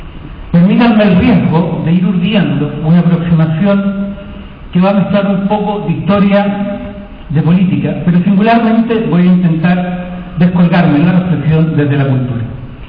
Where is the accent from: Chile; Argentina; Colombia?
Chile; En Chile de hoy, en mi país, se desarrolla ya durante varias semanas una huelga de hambre de la comunidad mapuche